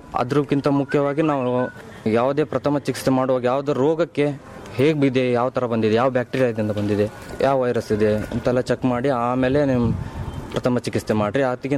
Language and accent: Kannada; Indur, Karnataka, India; ನಮ್ಮೂರು ಈ ಮುಂಡಗೋಡು ಹತ್ರ ಹಳ್ಳಿ ಇಂದೂರು.